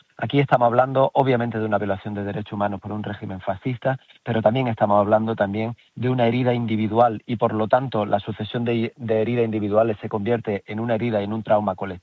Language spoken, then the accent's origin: Spanish; Jaén, Andalusia, Spain; Yo lo veo en mi tierra, donde también tenemos, solo en Jaén tenemos más de 1.700 personas asesinadas.